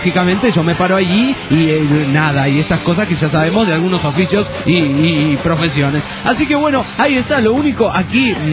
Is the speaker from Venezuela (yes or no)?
no; La Madrid, Buenos Aires Province, Argentina; yo era de Madrid, pero en realidad no soy de Madrid, capital de España, sino que soy de La Madrid.